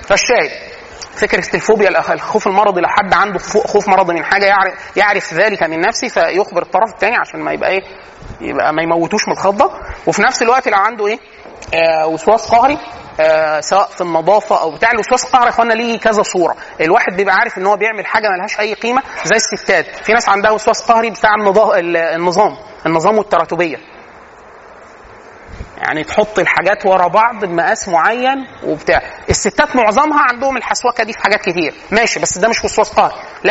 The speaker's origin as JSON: {"language": "Arabic", "country": "Egypt", "said": "ودي من العادات السيئه عندنا فينا كمصريين،"}